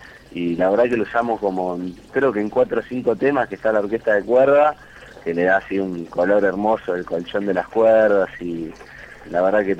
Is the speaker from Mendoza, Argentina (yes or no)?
no; Buenos Aires, Argentina; De donde somos la mayoría, somos de ahí, de Almagro